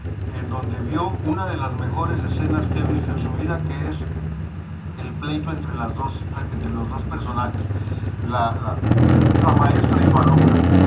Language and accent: Spanish; Mexico City, Mexico; Porque pues yo soy, imagínate, del DF, imagínate, vengo de allá, imagínate.